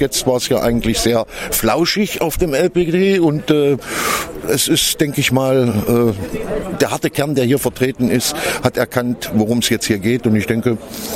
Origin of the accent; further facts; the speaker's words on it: East Germany, Germany; da ich ja selber ein alter Ossi bin, das heißt, ich bin ein gebürtiger DDR-Bürger und selber ein Unrechtsregime gelebt habe viele Jahre, dort inhaftiert gewesen bin